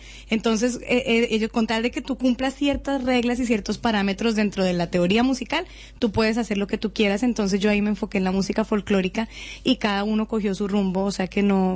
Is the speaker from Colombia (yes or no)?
yes; Cali, Valle del Cauca, Colombia; pensando en los corteros de caña en Cali, que yo crecí en Cali